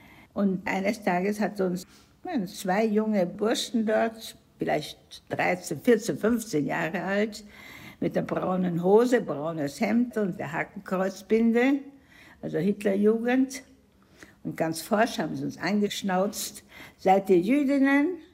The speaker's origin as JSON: {"language": "German", "region": "Vienna", "country": "Austria", "tie": "born there", "said": "Ich bin in Wien geboren, im Jahr 31. Und in Wien habe ich angefangen, zur Schule zu gehen, im September 37."}